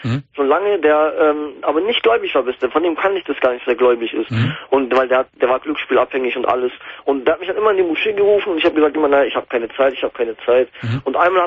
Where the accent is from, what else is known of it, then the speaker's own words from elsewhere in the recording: Germany; weil ich dachte, okay, in Deutschland lebe ich bin aufgewachsen, ich bin halber Deutscher. Ich meine, die Deutschen akzeptieren mich nicht als Deutscher, obwohl ich, wenn ich sogar einen deutschen Pass hätte mittlerweile, habe ich immer noch einen türkischen Pass